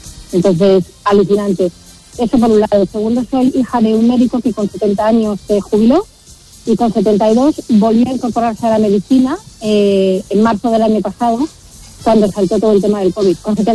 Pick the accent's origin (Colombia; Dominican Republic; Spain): Spain; Community of Madrid; now in Sotogrande, Spain; Vivo en Soto Grande, provincia de Cádiz. Bueno, soy madrileña, pero vivo en este país, en esta comunidad, desde hace 6 años.